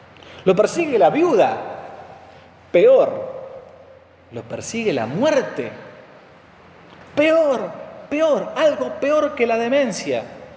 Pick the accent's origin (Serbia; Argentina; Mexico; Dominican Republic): Argentina; Bueno, por lo general nadie se confiesa de eso porque Argentina, somos argentinos.